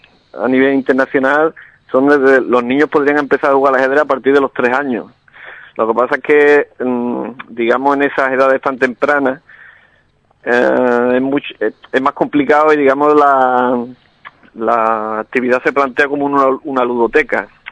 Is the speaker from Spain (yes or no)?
yes; Alcalá, Andalusia, Spain; mi filosofía, porque es la que me inculcaron desde pequeño en mi pueblo, ¿no? Alcalá tiene una tradición ajedrecística.